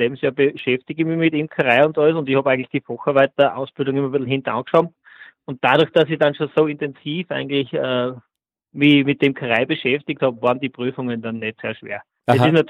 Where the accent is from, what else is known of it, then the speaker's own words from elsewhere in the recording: Frohnleiten, Styria, Austria; bin aus Fronleiten, das ist in der Steiermark.